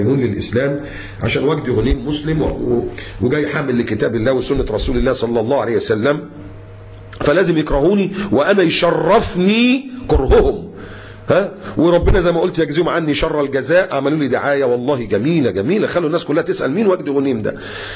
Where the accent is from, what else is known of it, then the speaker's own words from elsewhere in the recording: Egypt; واللي كان بيحصل برضو عندنا في مصر